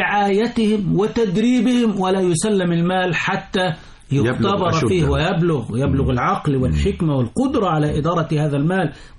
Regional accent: Egypt; لأن المرجعية عندنا التي تحكم تصرفاتنا كمصريين على المستوى الرسمي وعلى المستوى الشعبي

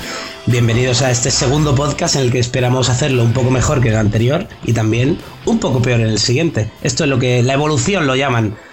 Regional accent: Madrid, Community of Madrid, Spain; yo he estado un añito en Barcelona, ¿eh? Pero soy madrileño, tristemente.

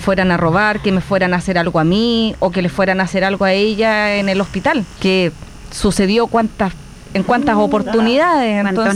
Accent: Santiago Metropolitan Region, Chile; born there; Y ahí nací, en el Hospital San Juan de Dios, el 10 de noviembre.

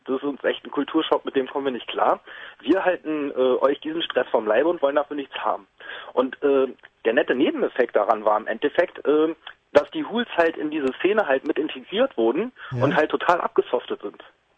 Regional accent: West Berlin, Berlin, Germany; ich habe meine als Westberliner ja auch irgendwo meine Geburtsstadt mit der Wiedervereinigung verloren.

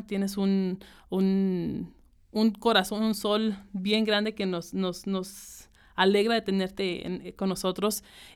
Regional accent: Zacatecas, Mexico; moved away; inmigrante, mexicana, zacatecana, yo les puedo decir

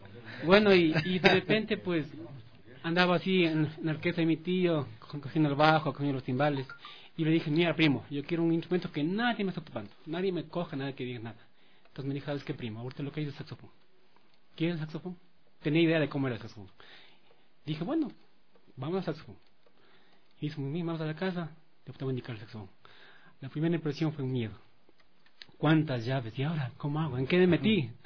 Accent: Machachi, Pichincha, Ecuador; Yo soy de Machachi, de un barrio llamado Huiti.

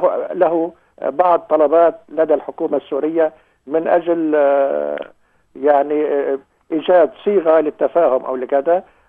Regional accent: Beqaa, Lebanon; لأننا نحن يعني منذ طفولتنا نذهب بالقطار من قريتنا إلى دمشق عبر هذا الخط. حتى أنه أنا أتمنى أن تزوري قريتي ومنزلي. يعني منزلي تقريبا في البقاع يعتبر امتداد لوادي بردة.

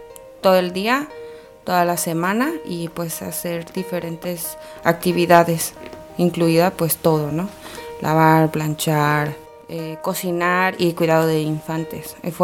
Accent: Puebla, Mexico; moved away as an adult; now in Tijuana, Mexico; tengo 29 años, soy originaria de Puebla, Puebla. Tengo 3 hijos y llegué a vivir a Tijuana en el año 2015.

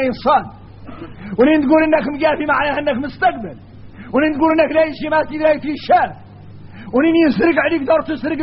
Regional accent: Mauritania; احنا راك موريتاني عندنا فهم عن مولانا خاص

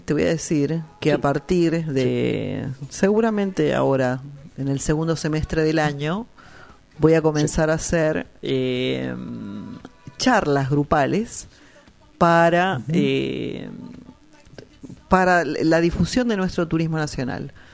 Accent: Argentina; nosotros como argentinos tenemos que hacer el esfuerzo de recorrer la Argentina.

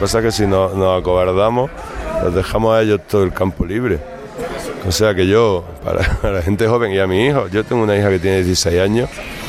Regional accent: Granada, Andalusia, Spain; Yo me he criado en Granada, yo soy de Granada

